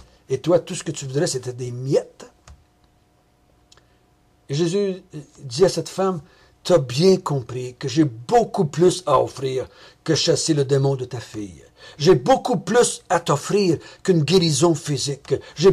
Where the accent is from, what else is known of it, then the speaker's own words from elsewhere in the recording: Quebec, Canada; moi je suis un Québécois pur laine, descendance française et amérindienne. Je ne suis pas un juif, moi.